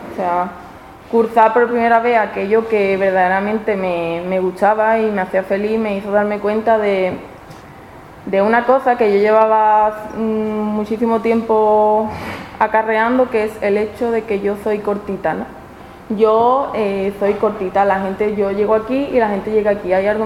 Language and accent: Spanish; Seville, Andalusia, Spain; La cuestión es que cuando yo volví a Sevilla, me tomé un año sabático